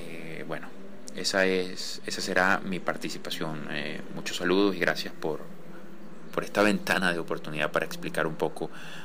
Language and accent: Spanish; Venezuela; Soy pintor venezolano